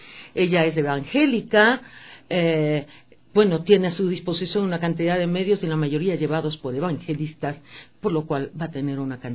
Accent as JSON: {"language": "Spanish", "region": "Manabí", "country": "Ecuador", "said": "ahorita vengo de Manabí, de mi tierra querida"}